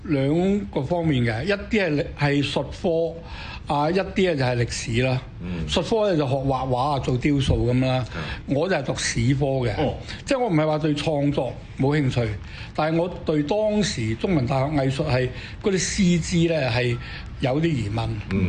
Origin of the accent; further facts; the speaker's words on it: Guangdong, China; 因為我哋廣東人係口頭嘅語言，寫係有分別啊嘛